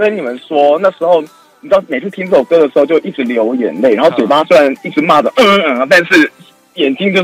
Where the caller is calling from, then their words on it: Taipei, Taiwan; 我是台北的。